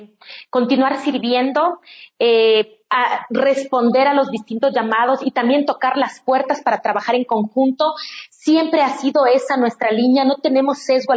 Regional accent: Ecuador; como persona, como ciudadana, como mujer ecuatoriana

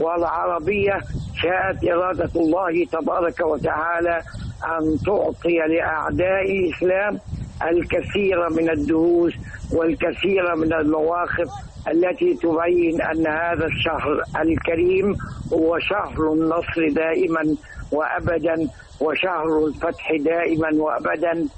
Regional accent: Egypt; أما المعركة التي يجب ألا ننساها أبدا كمصريين وكمسلمين

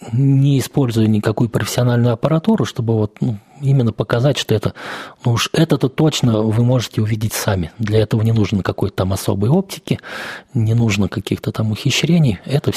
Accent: Ivanovo, Ivanovo Oblast, Russia; Вот я родился в Иванове, всю жизнь здесь прожил, и я считаю, что город недооцененный по многим вопросам, в том числе по архитектуре.

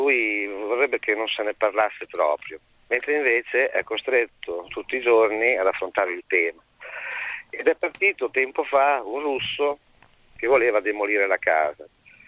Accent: Predappio, Emilia-Romagna, Italy; born there; io di sinistra per generazioni, ma però sono nato a Predappio

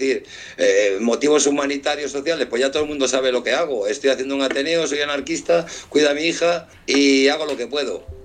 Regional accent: Spain; yo soy ciudadano español

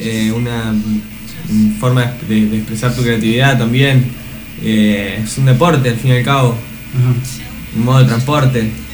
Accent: Santa Fe, Argentina; soy skater de Santa Fe.

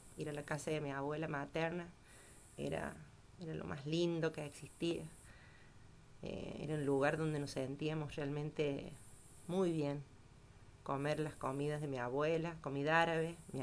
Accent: Villa Dolores, Córdoba, Argentina; nací en Villa Dolores. Crecí en un barrio un poquito alejado de ahí del centro, en la calle que en ese entonces se llamaba San Luis. Ahora se llama Presidente Perón. Y bueno, ahí estuve mis primeros años con mi familia.

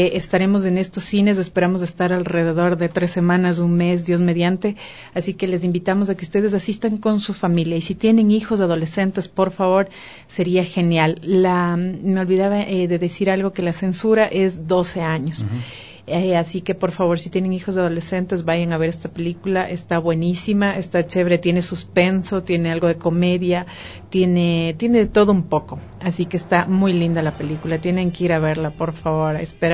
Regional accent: Ecuador; Y nosotros decíamos, no, somos ecuatorianos.

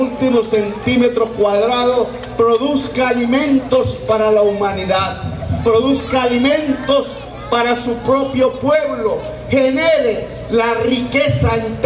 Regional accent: Córdoba, Colombia; si se va hacia mi tierra, Córdoba

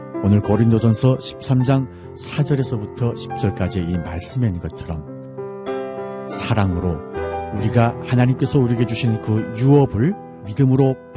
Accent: North Korea; now in Seoul, South Korea; 저는 탈북민

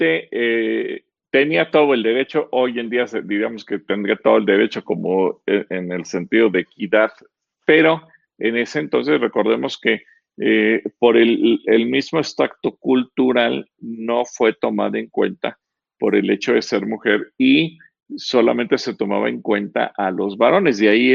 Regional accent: Mexico; born there; ¿Y cómo le dicen a los que nacimos en México?

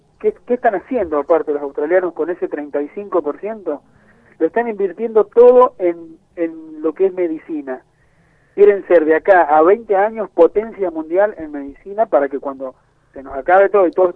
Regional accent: San Juan, Argentina; Y bueno, así somos los sanjuaninos, ¿viste? Acá es un negocio para muy pocos.

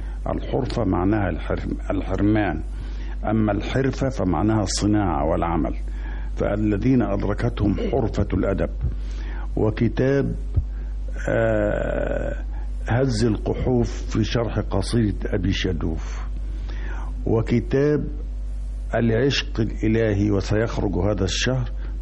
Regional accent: Damietta, Damietta Governorate, Egypt; وقد ولدت ونشأت في مدينة جميلة ساحلية، هي مدينة دمياط، مدينة الماء والشمس والهواء. وفي فترة التي نشأت فيها في دمياط

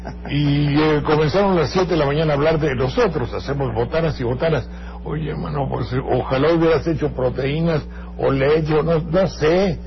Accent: Banderilla, Veracruz, Mexico; Yo provengo de una familia de agricultores que sembramos maíz. Los trabajos para sembrar maíz son ímprobos en mi tierra

